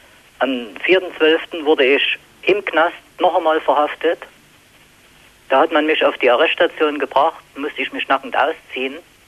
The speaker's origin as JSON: {"language": "German", "town": "Chemnitz", "region": "Saxony", "country": "Germany", "said": "dass es im Chemnitz zum Beispiel, wo ich herstamme, keine Konservendose Fisch zu kaufen gibt."}